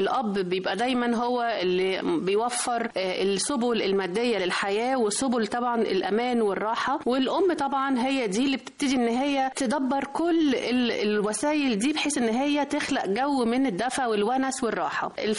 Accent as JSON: {"language": "Arabic", "country": "Egypt", "said": "فمعروفة قوي أنه إحنا كمصريين ما عندناش أي تهاون في حق أرضنا"}